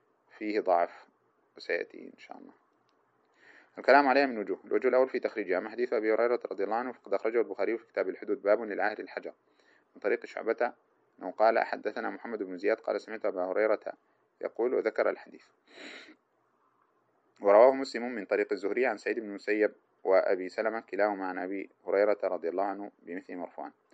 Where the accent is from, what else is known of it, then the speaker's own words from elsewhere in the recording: Sudan; والذي يقال له عندنا في السودان خطأ